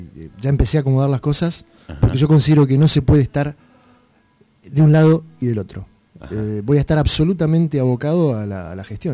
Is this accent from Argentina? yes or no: yes; Olavarría, Buenos Aires Province, Argentina; uno se haya ido del lugar donde se crió, si bien yo no nací acá, pero soy de Olavarría